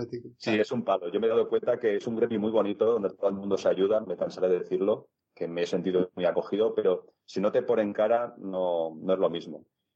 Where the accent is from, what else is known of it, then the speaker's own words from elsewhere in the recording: Palma de Mallorca, Balearic Islands, Spain; he mencionado que soy de Palma de Mallorca, que resido aquí